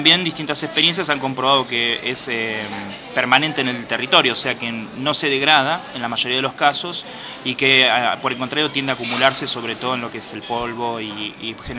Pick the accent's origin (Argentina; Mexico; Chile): Argentina; qué es lo que estaba pasando en mi país específicamente